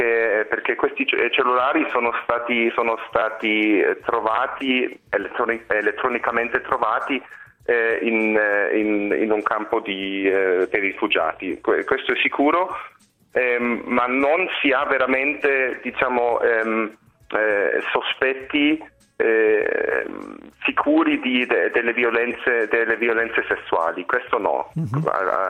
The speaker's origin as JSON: {"language": "Italian", "town": "Munich", "region": "Bavaria", "country": "Germany", "said": "Non direi, guarda, io sono di Monaco."}